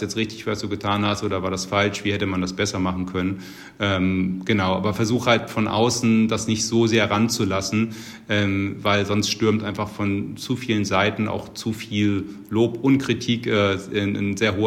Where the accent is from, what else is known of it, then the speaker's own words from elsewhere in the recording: Hamburg, Germany; der erste FC Köln ist jetzt auch durchaus sehr volatil und der HSV aus meiner Heimat auch.